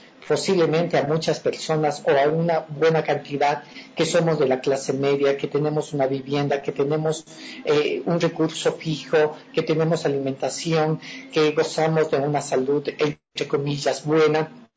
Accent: Ecuador; como ciudadanía, como ecuatorianos, como ciudadanos universales

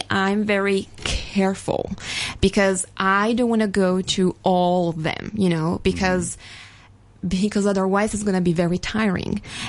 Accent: Turin, Piedmont, Italy; now in New York City, United States; I was born and raised in Turin, and and I've been there until 4 years ago, I moved to New York City.

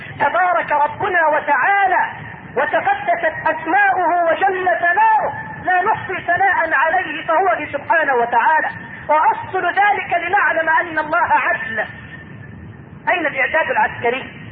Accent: Egypt

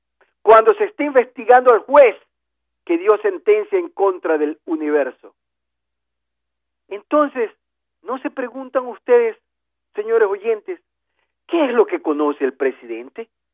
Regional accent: Ecuador; que somos los ciudadanos ecuatorianos, los que hemos elegido a los asambleístas para que nos representen en la asamblea

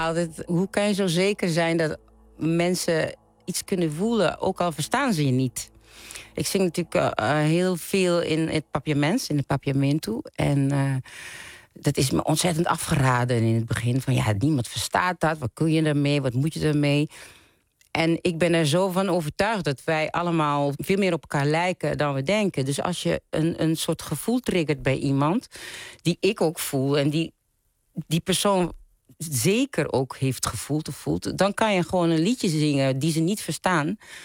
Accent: Curaçao; now in Groningen, Netherlands; Ik ben opgegroeid op Curaçao. En daar is het eigenlijk nooit stil, er is altijd muziek.

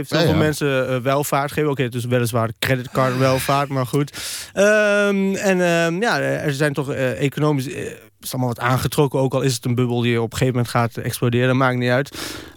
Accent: Deventer, Overijssel, Netherlands; Ja, nee, ik ben Deventenaar.

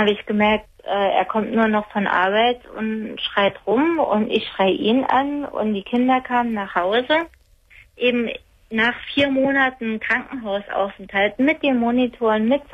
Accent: Saarland, Germany; also born or lived in Heidelberg; Ich komme aus dem Saarland, war jetzt aber 7 Jahre in Heidelberg.

